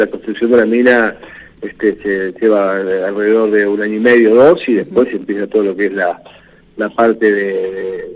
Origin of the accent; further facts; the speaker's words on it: Ingeniero Jacobacci, Río Negro, Argentina; yo nací acá en Jacobacci y viví todos los procesos